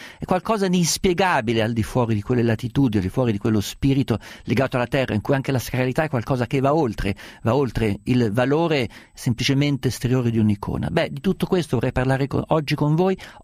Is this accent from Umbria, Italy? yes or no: yes; Umbria, Italy; essendo umbro e essendo naturalizzato per momenti vacanzieri abruzzese